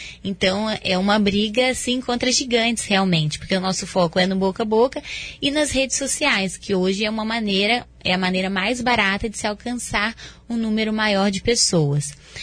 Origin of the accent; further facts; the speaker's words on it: Vila Velha, Espírito Santo, Brazil; born there; also born or lived in Rio de Janeiro / Paraná; now in Foz do Iguaçu, Brazil; Eu nasci em Vila Velha, no Espírito Santo. Saí do Espírito Santo em 2008. Fui para o Rio de Janeiro. Estudei medicina na Universidade Federal Fluminense. Quando me formei, vim para o Paraná e trabalhei no Sudoeste.